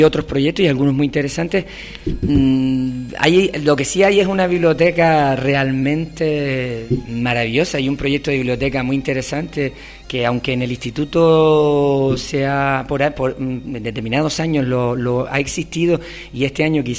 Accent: Telde, Canary Islands, Spain; yo soy de Telde y aunque Valsequillo me queda muy cerca

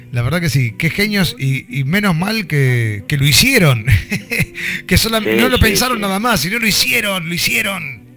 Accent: Lanús, Buenos Aires Province, Argentina; Sí, yo soy de Lanús.

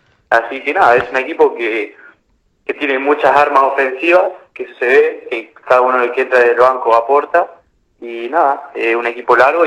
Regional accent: Córdoba, Argentina; de chico jugué en Municipal, un club de barrio ahí de Córdoba.

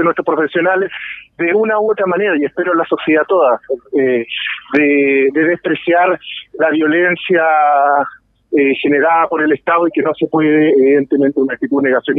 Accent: Chile; yo creo que como chilenos, como sociedad, debemos sentirnos orgullosos

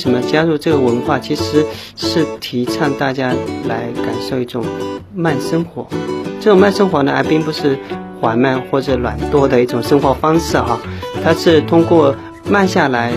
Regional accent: Zhejiang, China; 因为我就出生在茶的产地浙江，自小就是跟茶为伴。

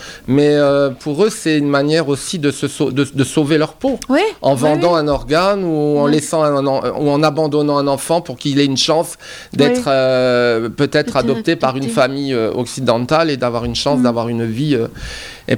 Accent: France; nous, on a un regard d'occidentaux, on se place à travers, puisqu'on est français

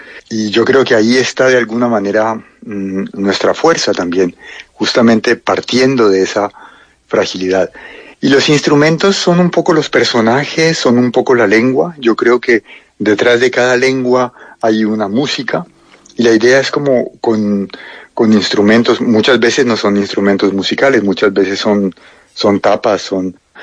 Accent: Cali, Valle del Cauca, Colombia; moved away as an adult; also born or lived in Bogotá / France; Yo me crié en Cali, en el barrio San Antonio. No rápidamente, a los 28 años fue la primera vez que salí por un tiempo largo. Luego volví y luego viví en Bogotá unos 8 años y después llevo 20 años más o menos viviendo entre Francia y Colombia.

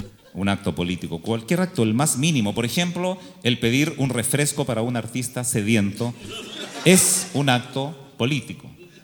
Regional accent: Chile; Somos soñadores, los chilenos soñamos

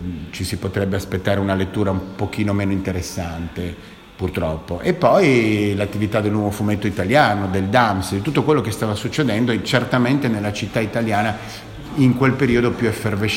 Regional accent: Turin, Piedmont, Italy; io vengo da Torino.

